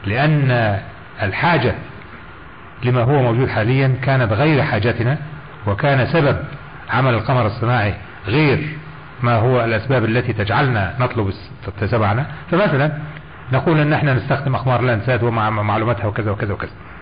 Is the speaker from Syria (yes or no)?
no; Egypt; مش زي عندنا، مش عندنا في مصر